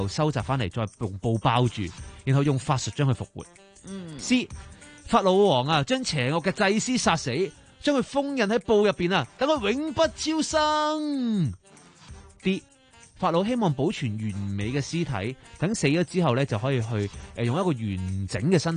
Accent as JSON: {"language": "Cantonese", "country": "China", "said": "咁我哋中國人嗰啲墳墓陵墓都大家都會知道啦。"}